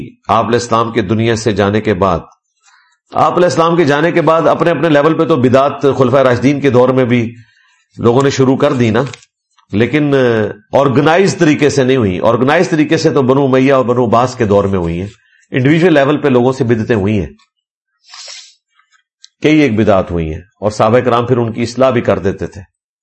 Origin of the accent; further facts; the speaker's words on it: Mianwali, Punjab, Pakistan; میرا تعلق میاں والی سے ہے, ہمارے علاقہ کا زیادہ تر تعلق بریلوی مسلک سے ہے.